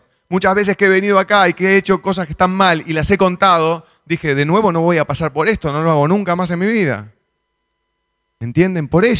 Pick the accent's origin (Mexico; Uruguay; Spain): Uruguay; Montevideo; iba caminando por Positos en Montevideo, de donde yo soy